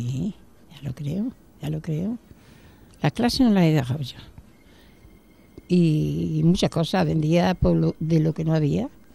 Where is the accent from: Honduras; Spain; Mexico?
Spain; Córdoba, Andalusia; born there; also born or lived in Jaén; Yo nací en Córdoba, soy cordobesa. Y luego ya me fui a Jaén, a esto. Y ya allí me quedé, conocí a mi marido y tal, y me quedé allí ya.